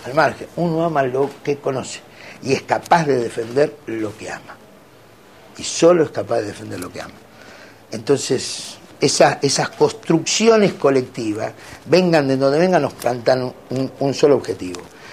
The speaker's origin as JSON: {"language": "Spanish", "country": "Argentina", "said": "Somos millones los argentinos que queremos cambiar esto."}